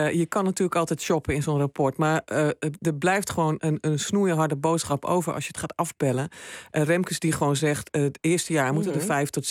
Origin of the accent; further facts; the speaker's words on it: Drenthe, Netherlands; ik woon in de Achterhoek en ik kom uit Drenthe. Dus ik ben een plattelandsmeisje